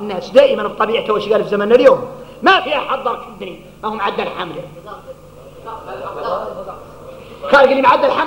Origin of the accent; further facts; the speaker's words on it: Mauritania; احنا موريتاني نين